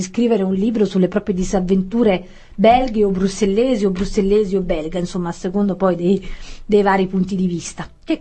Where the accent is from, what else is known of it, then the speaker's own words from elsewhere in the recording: Campania, Italy; Allora, essendo io campana, credo che questo vada letto